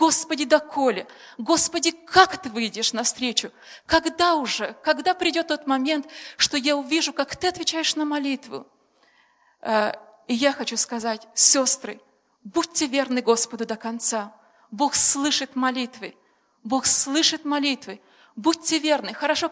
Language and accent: Russian; Moldova; У нас в семье 9 детей. Я сама родом из Молдавии.